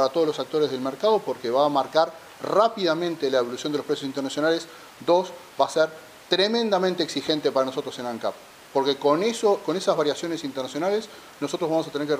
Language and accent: Spanish; Uruguay; Y eso a mí no me deja tranquilo como uruguayo